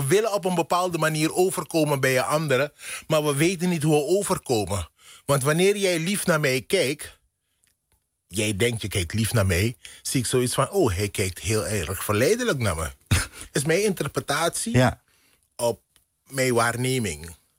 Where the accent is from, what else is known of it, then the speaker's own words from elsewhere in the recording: Netherlands; Omdat wij hier in Nederland als Nederlander de hongersnood hebben meegemaakt.